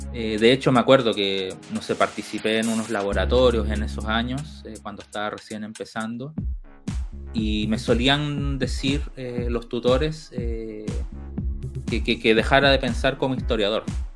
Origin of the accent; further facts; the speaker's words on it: Arica, Arica y Parinacota, Chile; que tienen que ver con la zona de donde vengo, Arica.